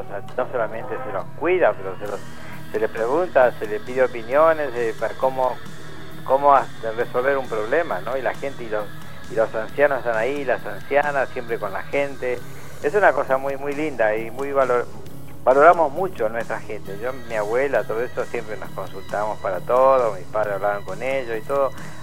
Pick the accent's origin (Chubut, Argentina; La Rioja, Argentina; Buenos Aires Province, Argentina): Buenos Aires Province, Argentina; Los Toldos; Soy de Los Toldos, en la provincia de Buenos Aires, la llamada tribu de Coliqueo.